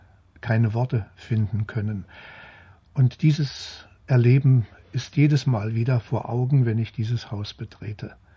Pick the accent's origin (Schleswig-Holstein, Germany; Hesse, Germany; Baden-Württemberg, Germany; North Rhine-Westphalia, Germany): Hesse, Germany; Kassel; Ja, ich bin in Kassel aufgewachsen